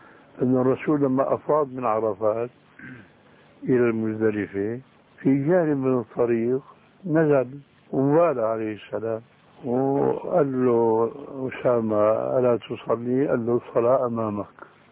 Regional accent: Syria; يسموه عندنا بالشام برزان

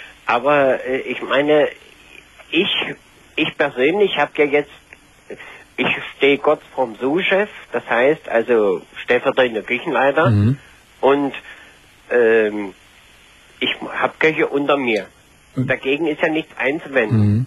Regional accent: East Germany, Germany; Ich bin ein Ossi.

